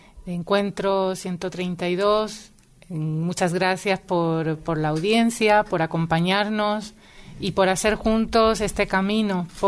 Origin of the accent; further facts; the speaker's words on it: Paraguay; now in Madrid, Spain; soy de Paraguay, del colectivo Paraguay Resiste Madrid